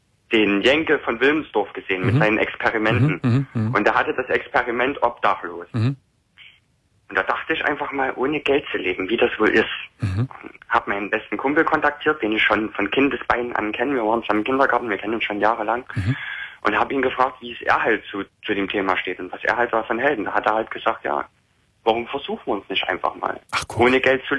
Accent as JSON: {"language": "German", "region": "East Germany", "country": "Germany", "said": "Ich komme ursprünglich aus dem Osten."}